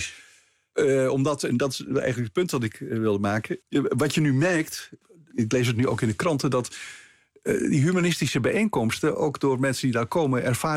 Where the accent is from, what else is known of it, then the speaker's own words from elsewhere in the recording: Amsterdam, North Holland, Netherlands; born there; Ja, ik ben keurig in Amsterdam. Ik ben geboren in Amsterdam. In een katholieke familie. Niet uitgesproken vroom.